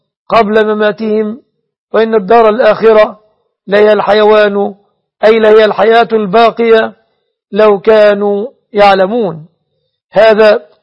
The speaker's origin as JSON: {"language": "Arabic", "country": "Egypt", "said": "أسأل الله أن يحفظ بلادنا مصر آمنة مطمئنة"}